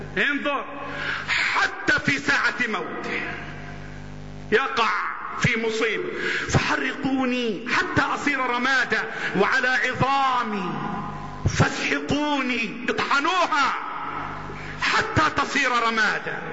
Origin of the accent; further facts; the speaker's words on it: Egypt; اللهم احفظ بلدنا مصر